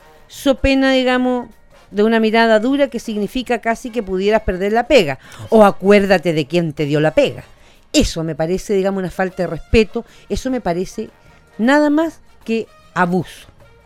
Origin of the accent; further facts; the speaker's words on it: Chile; Nosotros como chilenos fuimos capaces hace un par de años atrás